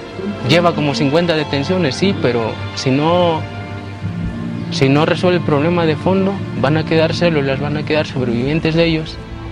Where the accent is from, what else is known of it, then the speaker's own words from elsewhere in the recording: Guerrero, Mexico; Porque soy guerrerense y los he visto actuar multitud de veces.